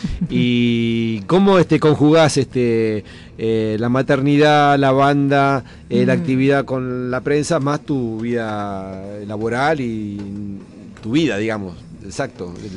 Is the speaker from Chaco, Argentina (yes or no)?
no; Río Negro, Argentina; Yo soy de Río Negro, estoy hablando con conocimiento de causa, así que es difícil.